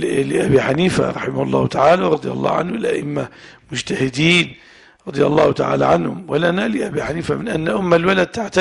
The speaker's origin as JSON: {"language": "Arabic", "region": "Levant", "country": "Syria", "said": "المرأة الحرة اللي احنا عندنا في الشام"}